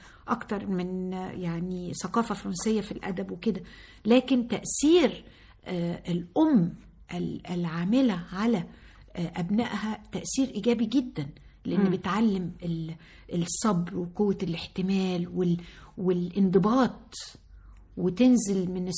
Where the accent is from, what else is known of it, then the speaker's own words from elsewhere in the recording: Sohag, Sohag Governorate, Egypt; انا من سوهاج وبفتخر ان انا من سوهاج. امي من سوهاج وابويا من اليوب … موحد القطرين.